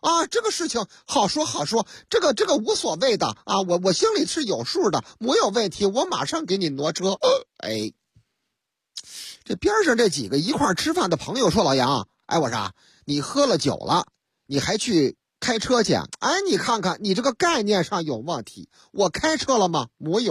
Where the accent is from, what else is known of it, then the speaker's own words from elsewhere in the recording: Shaanxi, China; 哎呀，我们陕西人就好这口啊，喝这个老风酒